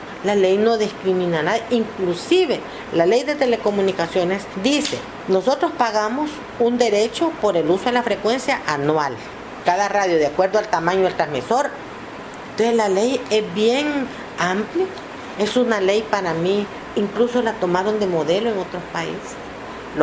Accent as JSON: {"language": "Spanish", "country": "El Salvador", "said": "porque soy un ciudadano de Salvador y quiero tener una radio"}